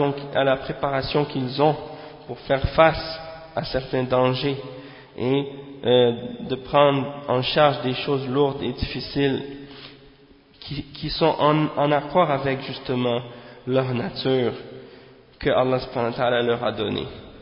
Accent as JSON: {"language": "French", "town": "Montreal", "region": "Quebec", "country": "Canada", "tie": "born or raised there", "said": "dans un quartier à Montréal, c'est-à-dire à Montréal-Nord, hein. Et bien entendu, c'est là que j'ai grandi, à Montréal-Nord"}